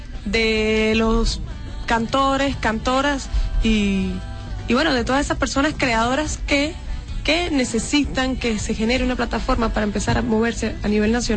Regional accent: Mérida, Venezuela; nosotros precisamente que somos de Mérida, tenemos esa deuda

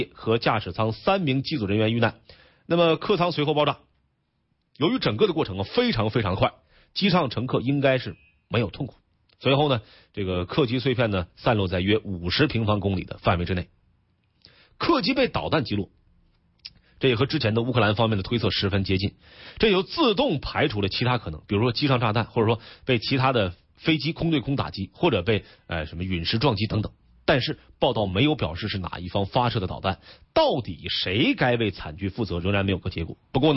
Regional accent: Northeast China, China; accent: Northeastern Mandarin; 就我有点东北话是吧？

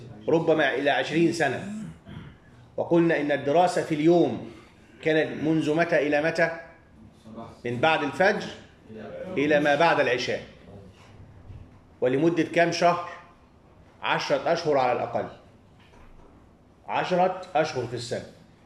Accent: Egypt; ونحن عندنا في مصر 3 مشهورون

